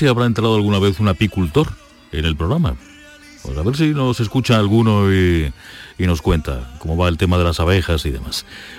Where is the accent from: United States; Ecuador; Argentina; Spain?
Spain; Andalusia; Andalucía es mi tierra. Ole, yo soy del sur, claro.